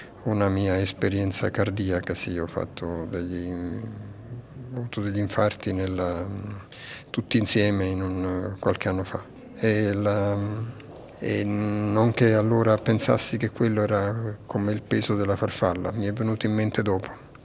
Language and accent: Italian; Naples, Campania, Italy; moved away as an adult; Sì, vengo da Napoli, ma mi sono estratto da lì e ho fatto altre... Non ho vissuto più lì dopo i 18 anni